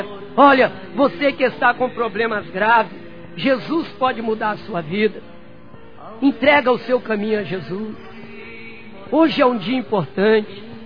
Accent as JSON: {"language": "Portuguese", "region": "Rio de Janeiro", "country": "Brazil", "tie": "born or raised there", "said": "Voltei para o Rio de Janeiro, para ali onde eu nasci e me criei, no bairro chamado Santa Amélia."}